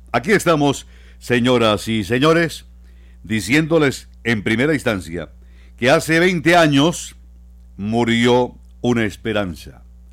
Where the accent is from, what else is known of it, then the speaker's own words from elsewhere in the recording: Bucaramanga, Santander, Colombia; Desgraciadamente así somos los santandereanos, así somos los bumangueses.